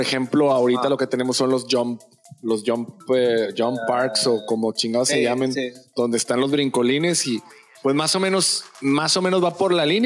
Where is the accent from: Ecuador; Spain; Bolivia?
Spain; Española. Porque soy de España.